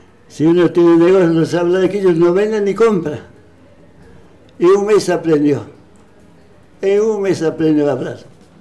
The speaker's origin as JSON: {"language": "Spanish", "region": "Cochabamba", "country": "Bolivia", "first_language": "Quechua", "said": "nosotros somos bolivianos, somos de Cochabamba."}